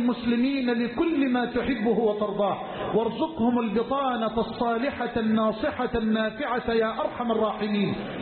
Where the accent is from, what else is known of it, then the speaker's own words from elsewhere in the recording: Egypt; واجعل بلدنا مصر أمنا أمانا سخاء رخاء